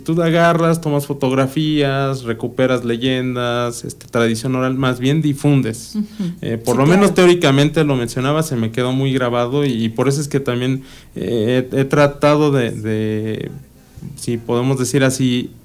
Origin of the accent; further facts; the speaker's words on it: Amecameca, State of Mexico, Mexico; also born or lived in Tepetlixpa; yo soy oriundo de la región, soy del municipio de Tepetlixpa, pero pues también he vivido muchos años desde niño aquí en Amecameca, mi familia también es de aquí, entonces yo he crecido en realidad en toda la región.